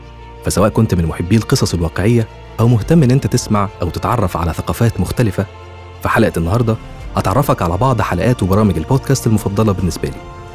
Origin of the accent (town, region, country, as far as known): Egypt